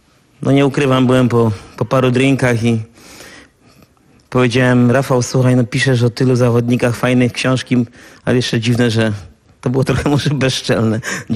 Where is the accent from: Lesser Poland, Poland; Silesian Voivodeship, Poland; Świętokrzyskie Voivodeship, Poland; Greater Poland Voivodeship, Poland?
Silesian Voivodeship, Poland; Częstochowa; now in Warsaw, Poland; z tego samego miasta, co ja, z Częstochowy, ale nie poznaliśmy się nigdy w Częstochowie.